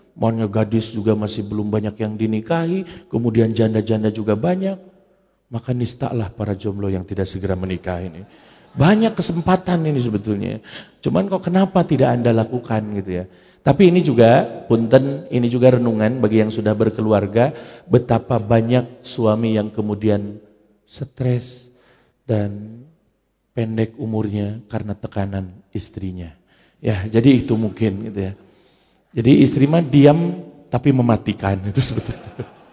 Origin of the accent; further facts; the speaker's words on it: Parigi, West Java, Indonesia; Survei saya di Parigi ya, di tempat saya, di kampung saya, di Kidul gitu